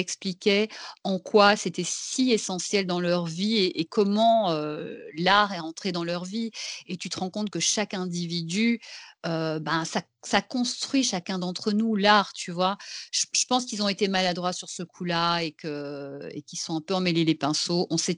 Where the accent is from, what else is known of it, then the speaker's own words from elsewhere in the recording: Belgium; parce que je ne sais pas si c'est parce que je viens de Belgique